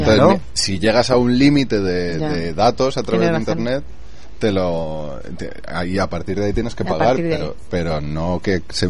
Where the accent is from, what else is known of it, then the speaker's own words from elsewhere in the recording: La Almarcha, Castilla-La Mancha, Spain; Se llama La Almarcha